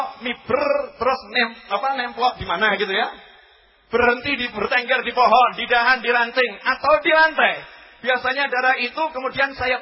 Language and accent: Indonesian; Surakarta, Central Java, Indonesia; Udah, kita ini orang Solo ya.